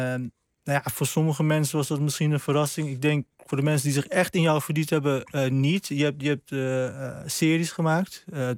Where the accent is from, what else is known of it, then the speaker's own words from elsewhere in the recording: Deventer, Overijssel, Netherlands; Ik kom uit Deventer.